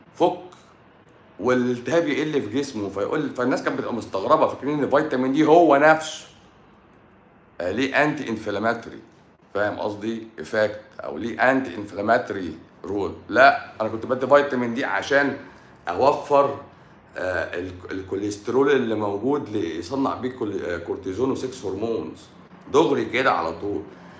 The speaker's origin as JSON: {"language": "Arabic", "country": "Egypt", "said": "لا ما انا مصري برضو، بس انا في مصر، انا مصري وطني بقى. انا مصري بحب تراب مصر."}